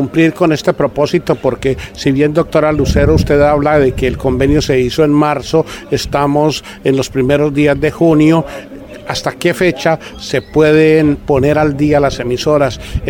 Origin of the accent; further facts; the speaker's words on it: Colombia; pero como somos buenos colombianos